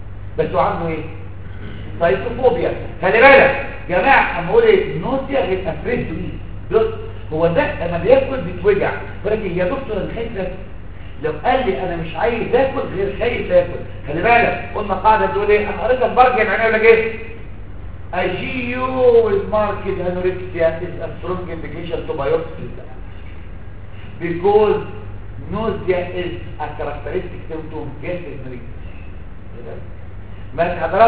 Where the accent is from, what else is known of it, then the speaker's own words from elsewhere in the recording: Egypt; انا عن نفسي كده برضه بسميه كده ما انا مصري زيك